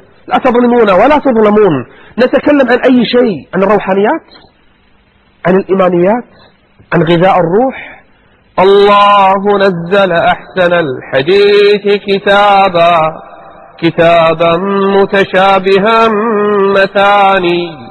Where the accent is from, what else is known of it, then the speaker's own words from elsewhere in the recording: Kuwait; عندنا بالكويت